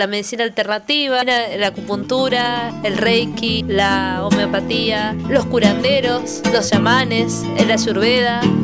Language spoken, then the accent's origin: Spanish; Argentina; soy de Argentina, estudié antropología y después un posgrado en ciencia, tecnología y sociedad